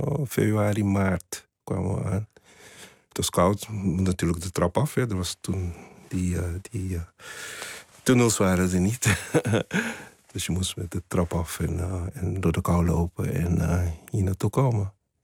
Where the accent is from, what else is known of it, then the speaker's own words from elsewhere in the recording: Curaçao; born there; Het is Curaçao is natuurlijk.